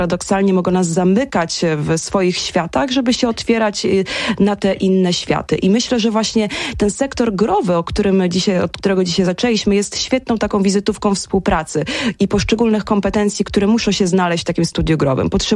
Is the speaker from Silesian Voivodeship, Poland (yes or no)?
no; Suwałki, Podlaskie Voivodeship, Poland; Ja jestem z Suwałk, stąd ten temat był zawsze mi bardzo bliski.